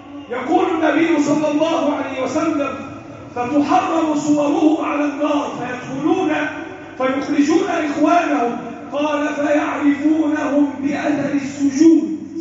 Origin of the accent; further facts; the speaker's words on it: Egypt; اللهم احفظ بلدنا مصر وسائر بلاد المسلمين.